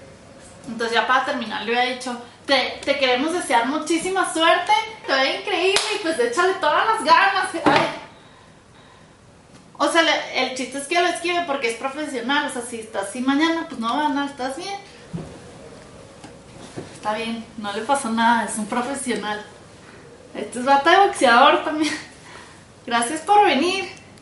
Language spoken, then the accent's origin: Spanish; Chihuahua, Mexico; yo también soy de Chihuahua, no de Parral. Porque ahí sí son bien poquitos, pero yo soy más de Chihuahua, Chihuahua.